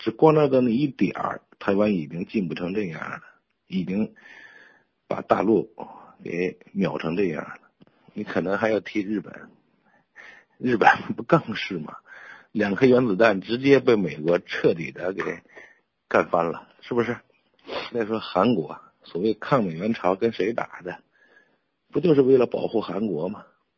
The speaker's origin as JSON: {"language": "Chinese", "country": "China", "said": "而我们中国人认为皇帝是老大啊，天地君亲师，我必须得遵从。"}